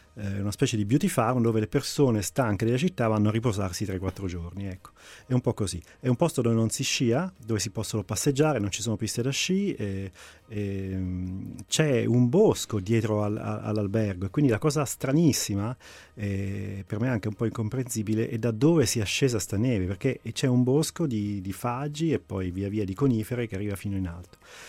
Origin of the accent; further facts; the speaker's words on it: Abruzzo, Italy; perché è la mia terra, perché sono legato all'Abruzzo